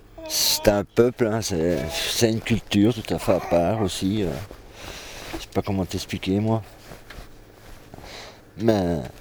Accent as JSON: {"language": "French", "country": "Belgium", "said": "même moi en tant que Belge, j'ai une carte d'identité qui est pourrie"}